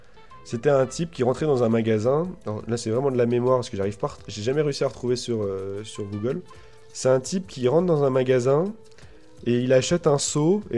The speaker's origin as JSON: {"language": "French", "town": "Nancy", "region": "Grand Est", "country": "France", "tie": "born there", "said": "tout ça pour dire que vu que je suis né à Nancy, ça me fait une très bonne transition."}